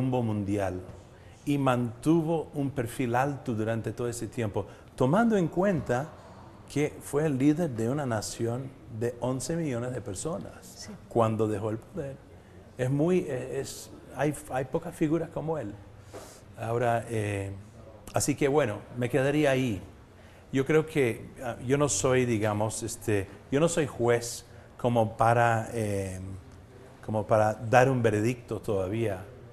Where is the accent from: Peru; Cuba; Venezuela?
Cuba; Yo vengo de Cuba justamente, donde también tenemos algunos cubanos aquí, jóvenes